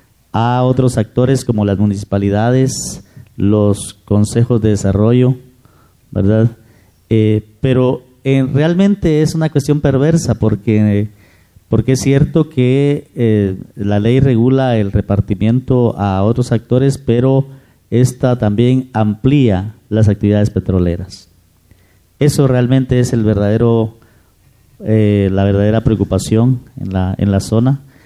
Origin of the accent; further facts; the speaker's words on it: Petén, Guatemala; yo vengo de la República de Petén, ¿verdad? Realmente es un territorio bastante, bueno, hasta hace poco era siempre casi desligado del gobierno central.